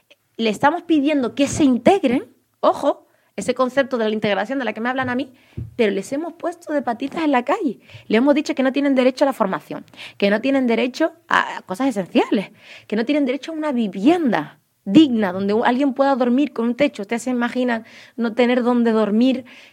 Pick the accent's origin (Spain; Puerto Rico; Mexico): Spain; Canary Islands; accent: Canarian; Podréis ver que por mi acento canario llevo toda mi vida aquí